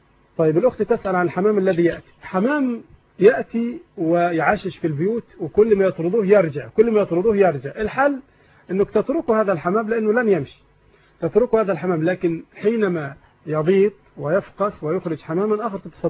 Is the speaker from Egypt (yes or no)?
yes; Egypt